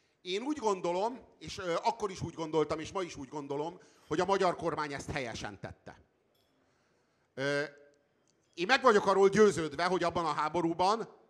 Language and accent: Hungarian; Hungary; Ott leszünk, nézni fogjuk a tűzijátékot, és büszkék leszünk, hogy magyarok vagyunk.